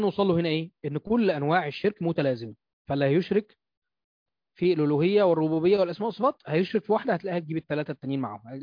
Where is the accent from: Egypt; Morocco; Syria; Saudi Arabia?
Egypt; وده موجود عندنا في مصر كتير بالذات في الاماكن الريفيه وفي الصعيد